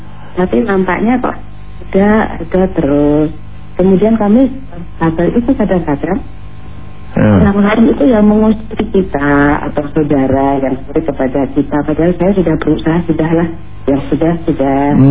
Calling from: Jatibening, West Java, Indonesia; Ibu dari Jati Bening, Jakarta.

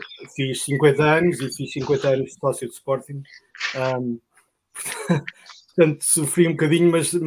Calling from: Virginia, United States; Dos Estados Unidos, perto de Washington, D.C. Estou no estado da Virgínia, mas muito pertinho.

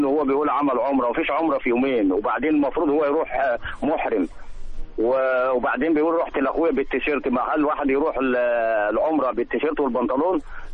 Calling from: Al Qanatir al Khayriyya, Qalyubia, Egypt; القناطر الخيريه حضرتك

